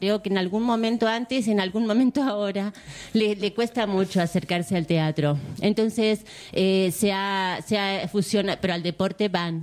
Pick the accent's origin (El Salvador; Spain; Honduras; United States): United States; now in Argentina; Vengo de los Estados Unidos de Norteamérica. Yo vivo aquí ya hace un tiempo.